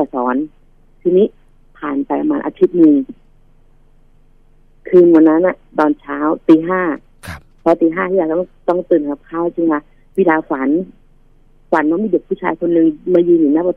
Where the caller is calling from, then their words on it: Chai Nat, Thailand; มาจากชัยนาทค